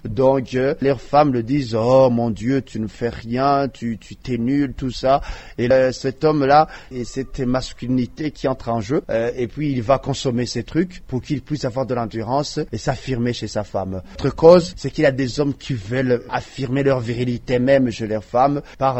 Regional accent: Burundi; Chez nous, au Burundi, je dirais qu'il a vitesse de propagation commence à être accélérée.

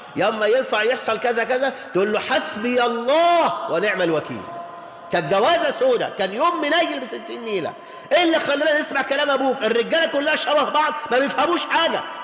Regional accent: Mansoura, Dakahlia, Egypt; أنا زوجتي من كايرو وأنا من المنصورة، فلاحين المنصورة

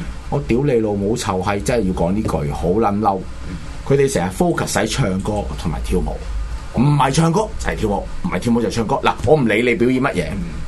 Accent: Hong Kong; 咁我咧就我明撚知你啲大陸閪係恰鳩我哋香港人噶啦

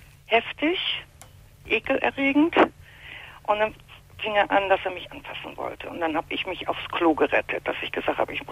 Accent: Hamburg, Germany; bei den Pflegeeltern war ich auf dem Lande und ich komme ursprünglich aus Hamburg

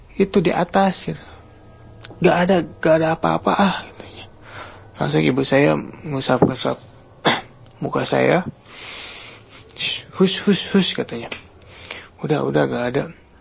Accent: Subang, West Java, Indonesia; Saya dari Subang, Jawa Barat.

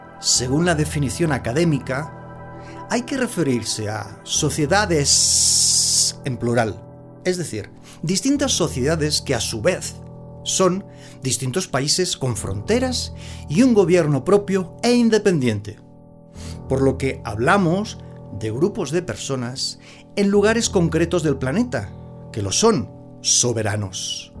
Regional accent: Barcelona, Catalonia, Spain; born there; Soy nacido en Barcelona y para muchos catalanes, Cataluña merece su independencia de la corona de España

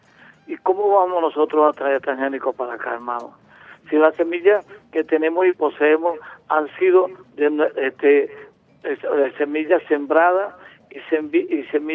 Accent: Venezuela; aquí en Venezuela, en mi país

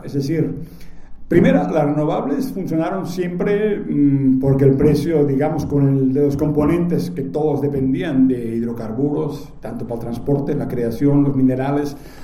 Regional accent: Mexico; yo vengo de México

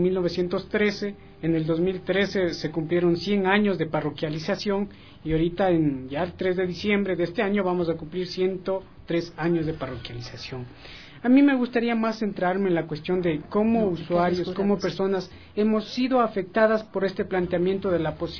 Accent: Checa, Pichincha, Ecuador; also born or lived in La Merced de Buenos Aires; Yo vivo en Checa, pero nací en la Merced de Buenos Aires, en el cantón de Urcuquín, Imbabura, pero vivo desde los 3 años acá en Checa, entonces yo me considero de corazón chequense

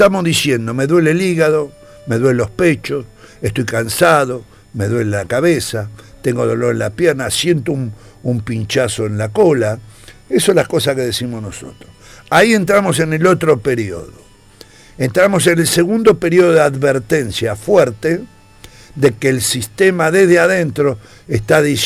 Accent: Argentina; yo soy argentino y no me voy a ir del país. Porque este es mi país, yo nací acá.

